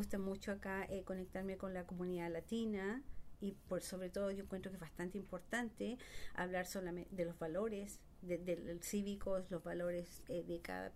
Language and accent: Spanish; Chile; moved away; Originalmente yo soy de Chile. Vine acá hace como 20 años, 25 años.